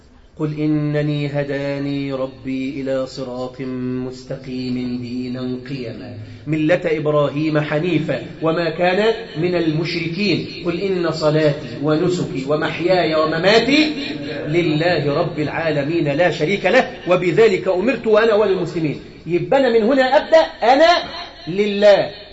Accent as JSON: {"language": "Arabic", "country": "Egypt", "said": "أنا مصري، أنا مصري وسني"}